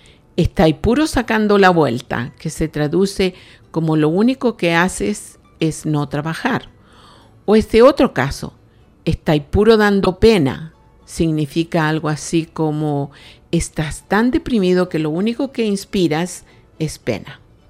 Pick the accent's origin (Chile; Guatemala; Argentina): Chile; ¿Cachai ahora? Yo también soy chilena.